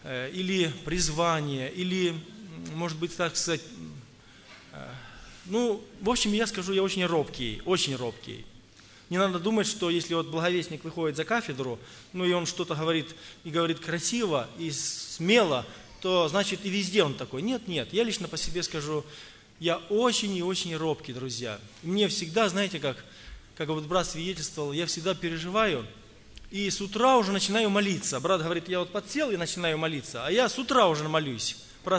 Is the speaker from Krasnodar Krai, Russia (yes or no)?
no; Tula Oblast, Russia; я из Тульской области, благовестник.